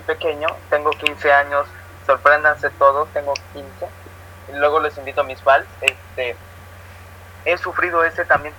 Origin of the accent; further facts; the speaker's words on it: Acapulco, Guerrero, Mexico; yo soy acapulqueño y no tengo acento, sí, lo sé, una desgracia